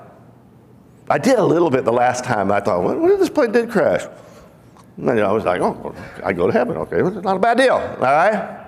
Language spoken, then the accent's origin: English; Pacific Northwest, United States; because I was raised in the Pacific Northwest, what do you have out in the Pacific Northwest?